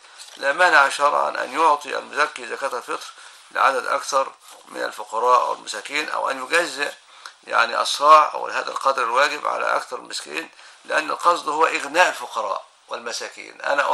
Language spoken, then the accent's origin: Arabic; Egypt; وهذا معروف عندنا في مصر